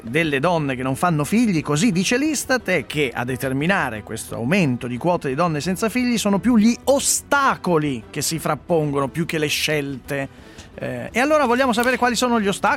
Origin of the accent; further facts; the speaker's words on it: Milan, Lombardy, Italy; Sei abituato perché stai dicendo perché sono di Milano?